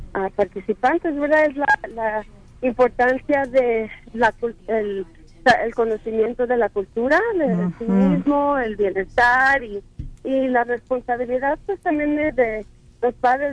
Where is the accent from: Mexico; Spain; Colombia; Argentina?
Mexico; como mexicanos, latinos americanos, pues nuestra cultura es algo que por la historia y es algo que nos han quitado, ¿verdad? Muchos mexicanos no decimos que somos indígenas